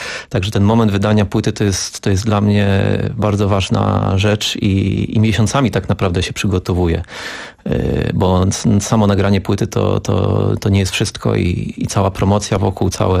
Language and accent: Polish; Łódź, Łódź Voivodeship, Poland; bo ja pochodzę z Łodzi.